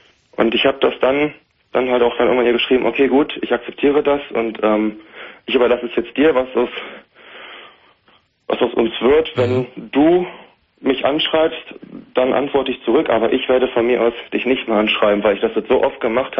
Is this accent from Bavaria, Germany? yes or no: no; Hanover, Lower Saxony, Germany; now in Bielefeld, Germany; Ich komme halt eigentlich aus Hannover und bin dann nach Bielefeld gezogen.